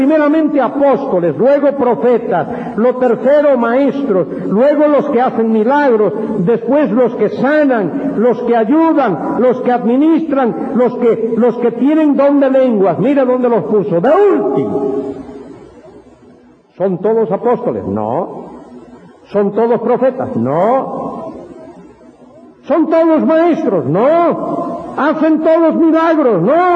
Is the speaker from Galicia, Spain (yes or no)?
yes; Galicia, Spain; A mi mujer no le gusta eso, pero yo soy gallego y a mí me gusta.